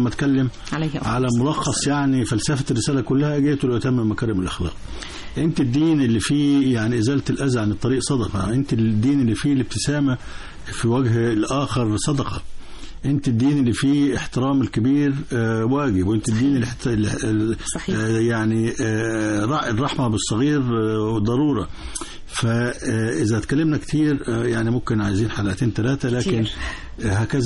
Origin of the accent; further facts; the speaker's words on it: Egypt; خصوصا أنه إحنا كمان عندنا في مصر طورنا دار الإفتاء تطور كبير جدا